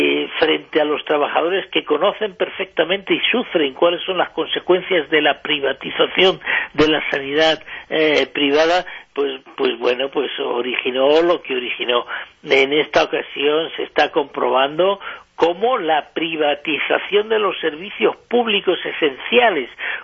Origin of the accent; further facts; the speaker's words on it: Madrid, Community of Madrid, Spain; yo soy de Madrid, he nacido en Madrid